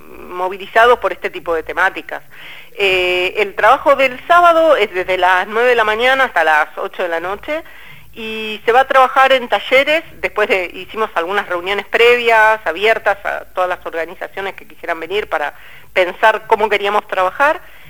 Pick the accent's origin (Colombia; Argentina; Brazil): Argentina; Buenos Aires; Yo no sabía, claro, yo soy porteña